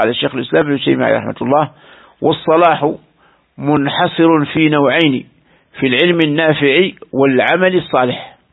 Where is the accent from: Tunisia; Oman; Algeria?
Algeria; كثير من بلدان رأيناها هنا في بلدنا الجزائر